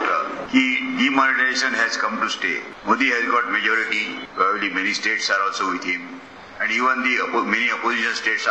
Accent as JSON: {"language": "Marathi", "region": "Maharashtra", "country": "India", "said": "आमच्या कोकणात लोक फक्त डाळ आणि भात बस"}